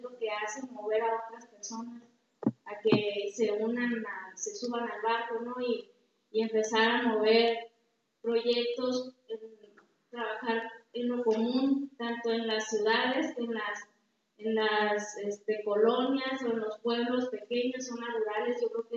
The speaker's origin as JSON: {"language": "Spanish", "town": "Cabo Pulmo", "region": "Baja California Sur", "country": "Mexico", "said": "soy de Cabo Pulmo, California"}